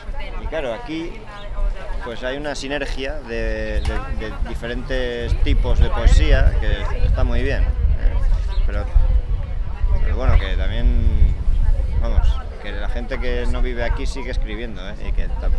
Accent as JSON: {"language": "Spanish", "region": "Asturias", "country": "Spain", "moved": "yes", "said": "cuando vives en Asturias, que yo soy de Asturias, y viví en Asturias hasta hace 10 años"}